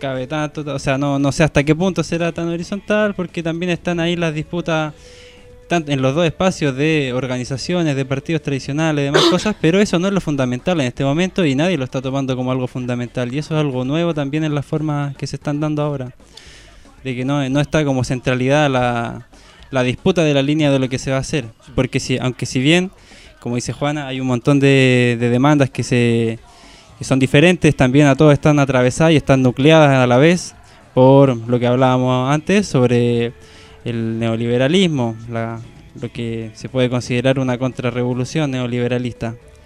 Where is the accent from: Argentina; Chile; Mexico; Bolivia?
Chile; para nosotros también como chilenos